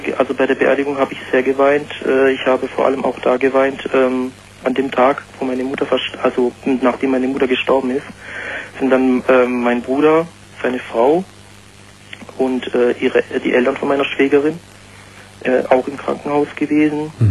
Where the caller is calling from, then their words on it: Pforzheim, Baden-Württemberg, Germany; ich komme aus Süddeutschland, aus Pforzheim, sagt dir das was?